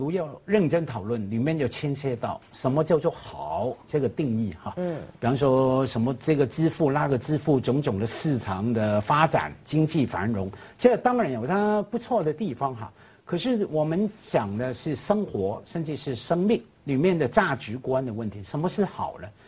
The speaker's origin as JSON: {"language": "Chinese", "country": "Hong Kong", "said": "我爱香港啊，我五代香港人的，"}